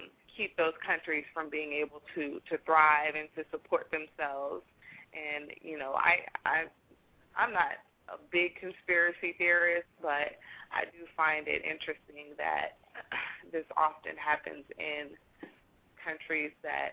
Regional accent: Los Angeles, California, United States; I'm from Los Angeles, and my boyfriend left Los Angeles to come to Georgia to go to school

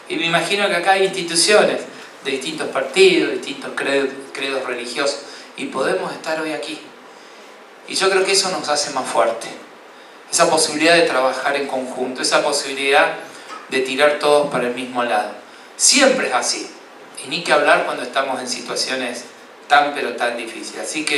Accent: San Francisco, Córdoba, Argentina; born there; soy una persona del interior, nací en San Francisco, un pueblo pegadito a Santa Fe

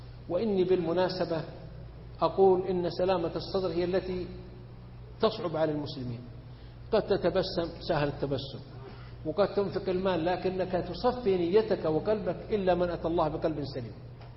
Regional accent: Saudi Arabia; إذا لم نحافظ معنا مثلا عندنا في السعودية نحافظ على نعمة الأمن

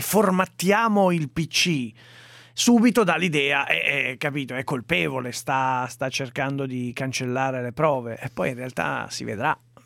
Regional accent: Lugano, Ticino, Switzerland; io vengo da Lugano

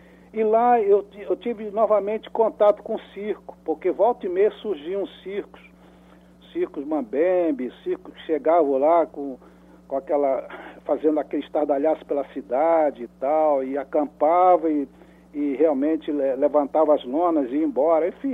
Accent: Rio de Janeiro, Brazil; eu morava no Rio de Janeiro, quando era menino, eu morava num bairro aqui no Rio de Janeiro chamado Benfica. É um bairro aqui, zona subúrbio do Rio.

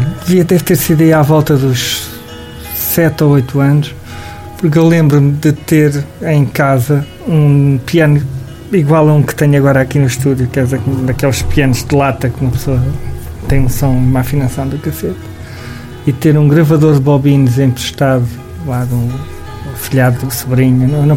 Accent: Lisbon, Portugal; Eu sou de Alfama e a minha família tinha uma taberna barra casa de fados.

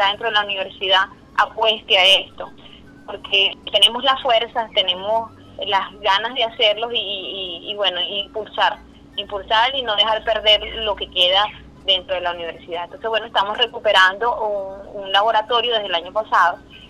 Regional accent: Venezuela; como mujeres venezolanas, como mujeres latinas, tenemos un reconocimiento bien marcado

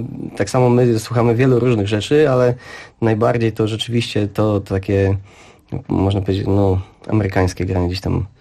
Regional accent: Oleśnica, Lower Silesian Voivodeship, Poland; No i jesteśmy z Oleśnicy, jest nas sześciu w zespole

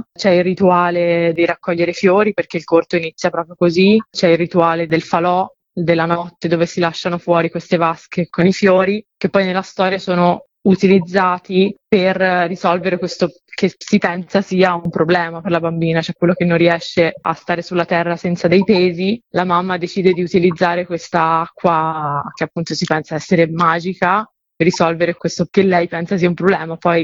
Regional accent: Tuscany, Italy; Io sono toscana e insieme a questo racconto del folklore della mia terra

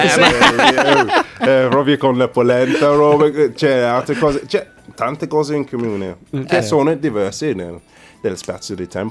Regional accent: Nottingham, East Midlands, United Kingdom; Italian is a second language; now in Italy; No, sono inglese.

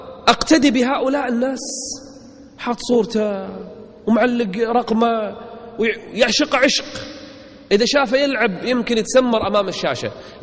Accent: Kuwait; موجودين عندنا بالكويت للأسف

